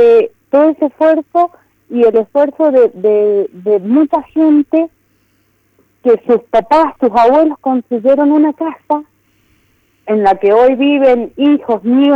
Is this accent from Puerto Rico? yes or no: no; Las Loicas, Mendoza, Argentina; now in Malargüe, Argentina; Yo nací y me crié toda mi vida en Las Loicas. Actualmente estoy trabajando en Malargüe